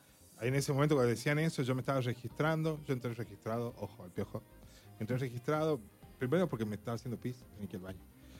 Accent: Argentina; ¿A dónde estamos y a dónde llegamos o qué vamos a hacer como argentinos?

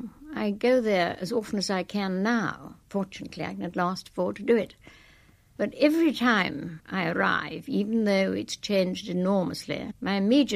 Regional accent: Shimla, Himachal Pradesh, India; born there; Yes, I was born there. I was born in Simla, and I don't think you can get much more Raj than that.

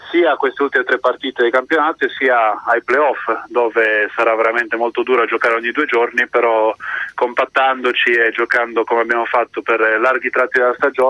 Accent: Olbia, Sardinia, Italy; io sono di Olbia, Alghero.

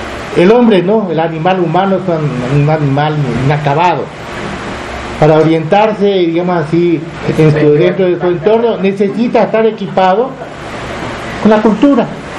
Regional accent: Paraguarí, Paraguay; born there; el lugar donde yo nací, que ni siquiera es un pueblo, es lo que aquí llamaría, ¿cómo se llama? Una, como la ranchería dispersa

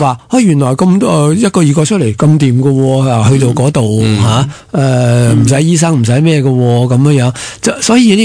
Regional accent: Hong Kong; 呢个就系我哋香港人即系嗰种咁嘅心态

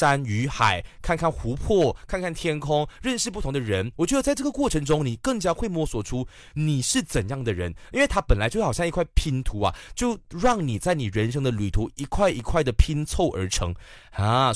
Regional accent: Kuala Lumpur, Malaysia; 因为我像我本身吉隆坡人，我看到的时候我就想说，哈，我就在吉隆坡耶

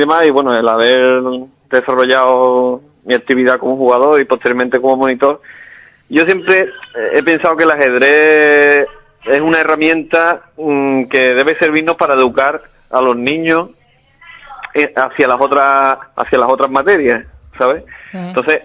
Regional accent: Alcalá, Andalusia, Spain; porque es la que me inculcaron desde pequeño en mi pueblo, ¿no? Alcalá tiene una tradición ajedrecística.

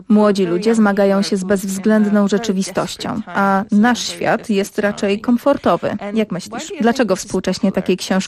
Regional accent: France; Wychowałam się we Francji i wiedziałam, że nie było tam żadnej królowej

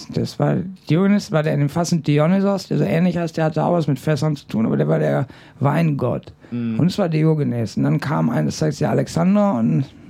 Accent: Bochum, North Rhine-Westphalia, Germany; born there; also born or lived in Aachen / Goch / Köln; Ich bin geboren in Bochum, bin dann nach Aachen gezogen, dann bin ich nach Goch gezogen, ich bin dann weitergezogen.

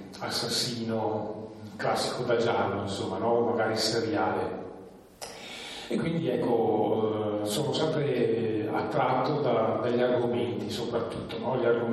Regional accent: Trentino-Alto Adige, Italy; vengo dalla Valle di Fiemme, quindi abito vicino, abito in montagna, sono nato lì e amo vivere lì.

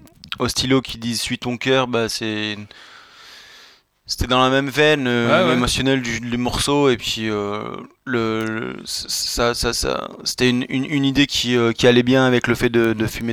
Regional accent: Crest, Auvergne-Rhône-Alpes, France; accent: Drôme valley; j'ai un accent de Cré, la Drôme, la vallée de la Drôme.

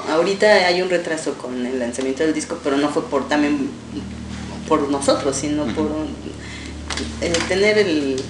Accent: Texcoco, State of Mexico, Mexico; Yo viví el DF, porque yo soy del Estado de México, uh-huh. de Texcoco. Viví ahí 10 años

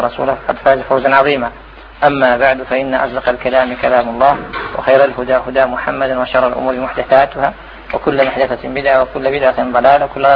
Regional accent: Algeria; كان فيها أنا جزائري كان واحد سوداني

